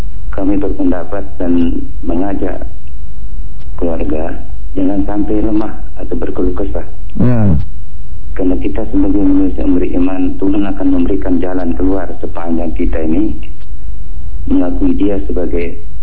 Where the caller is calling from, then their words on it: West Nusa Tenggara, Indonesia; Saya dari NTB.